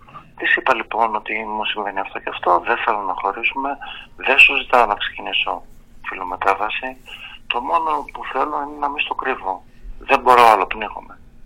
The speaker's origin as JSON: {"language": "Greek", "town": "Ioannina", "region": "Epirus", "country": "Greece", "tie": "born or raised there", "said": "Εγώ γεννήθηκα στην επαρχία, στα Γιάννενα, και μεγάλωσα σε ένα περιβάλλον, ας το πούμε, πατριαρχικό, σχετικά ομοφοβικό και τρανσφοβικό"}